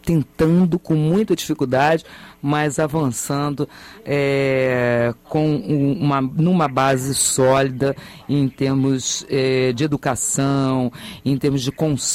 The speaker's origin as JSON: {"language": "Portuguese", "region": "Rio de Janeiro", "country": "Brazil", "lives_now": "Niterói, Brazil", "said": "como carioca, carioca moradora em Niterói, tenho obrigação de conhecer."}